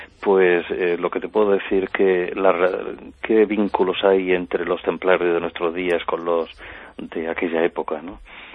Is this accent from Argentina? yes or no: no; Granada, Andalusia, Spain; como buen granadino que soy, y en el caso de mi tierra me siento nazarí